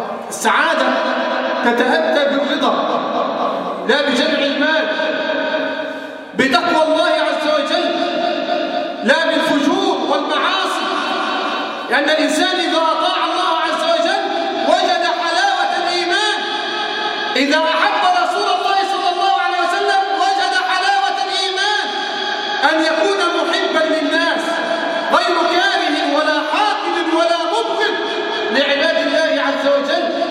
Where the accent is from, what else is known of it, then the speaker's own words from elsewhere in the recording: Egypt; اللهم احفظ بلدنا مصر من الفتن ما ظهر منها وما بطن.